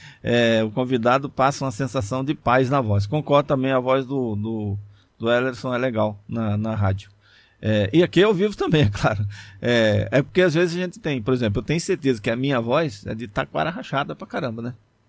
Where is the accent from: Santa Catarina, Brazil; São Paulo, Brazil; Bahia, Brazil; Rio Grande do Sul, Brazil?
Bahia, Brazil; porque eu que sou baiano, viu?